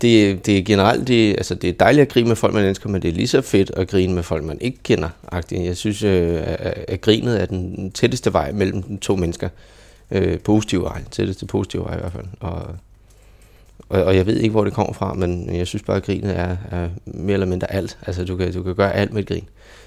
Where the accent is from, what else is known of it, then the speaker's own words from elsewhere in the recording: Køge, Zealand, Denmark; Jeg er født og opvokset i Køge, og jeg har gået på to forskellige folkeskoler.